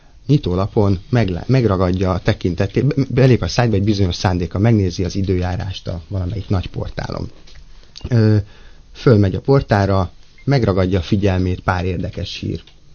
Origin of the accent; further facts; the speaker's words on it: Pécs, Baranya, Hungary; Pécsről származom, úgyhogy...